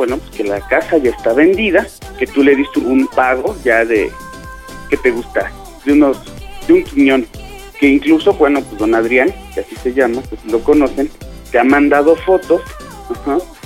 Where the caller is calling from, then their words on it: Gustavo A. Madero, Mexico City, Mexico; Pues estamos acá en la Gustavo Madero.